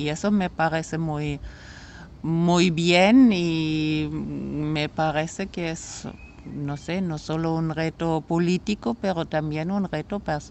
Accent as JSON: {"language": "Spanish", "country": "Germany", "said": "como alemana siento cierta responsabilidad de buscar puentes con otras personas, porque con la historia de mi país"}